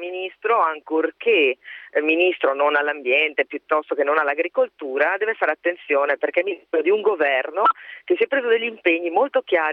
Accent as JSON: {"language": "Italian", "town": "Vicenza", "region": "Veneto", "country": "Italy", "said": "io le do da vicentina"}